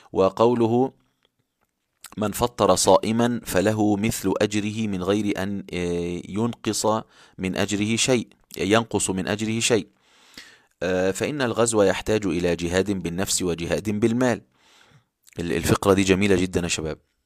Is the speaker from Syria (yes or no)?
no; Upper Egypt, Egypt; وحتى في القرى عندنا في الصعيد يذهب ناس يعني كثير جدا يفطرون الصائمين